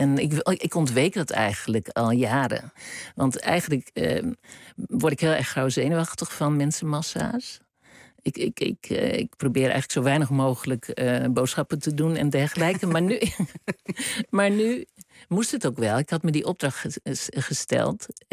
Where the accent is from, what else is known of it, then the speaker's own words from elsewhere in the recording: Utrecht, Netherlands; moved away as an adult; toen ik naar Rotterdam ging, vond ik dat helemaal niet. Ik kwam uit Utrecht.